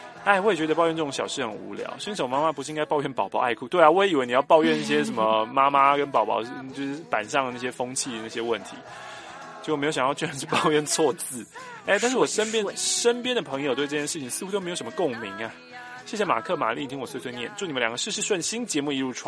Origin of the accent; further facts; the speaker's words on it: Taiwan; 就是虽然身为台湾人，但你也不喜欢台湾人做的那些事情